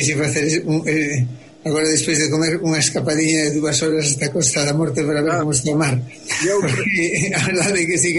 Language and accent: Galician; Galicia, Spain; eu, como moito galego, son un poquinho do lugar.